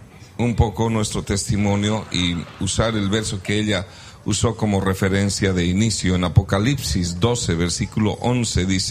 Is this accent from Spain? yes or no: no; Bolivia; born there; nosotros somos bolivianos de origen, de nacimiento, nacimos allá y nos convertimos al evangelio allá mismo, y venimos del avivamiento más grande que hubo en mi país, en Bolivia